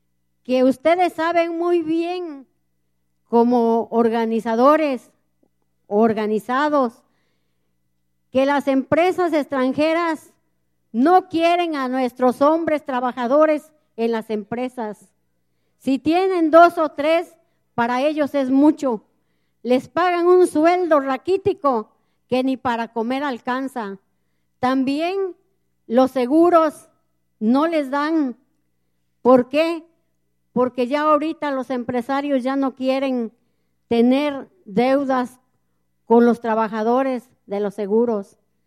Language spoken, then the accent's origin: Spanish; Ojo de Agua Grande, Veracruz, Mexico; vengo de Ojo de Agua Grande, municipio de Amaclán, Amaclán de los Reyes, Veracruz.